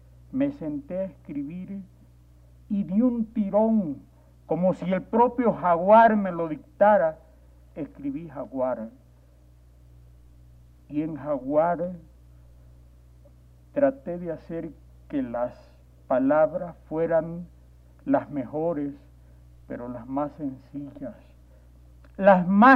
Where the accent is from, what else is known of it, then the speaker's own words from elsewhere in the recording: Ecuador; Soy un animal ecuatoriano, no puedo evitarlo.